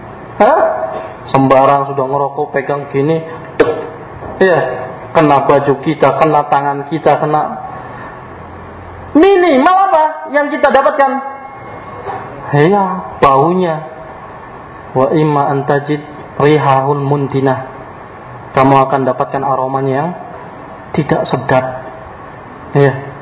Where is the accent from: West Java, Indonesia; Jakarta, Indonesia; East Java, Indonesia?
West Java, Indonesia; Cirebon; Terkhusus daerah saya ya, daerah Cirebon.